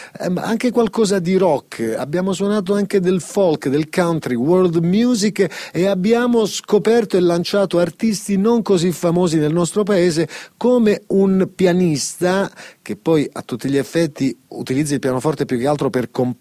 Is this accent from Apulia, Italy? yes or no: yes; Apulia, Italy; A me non è ancora successo, io sono pugliese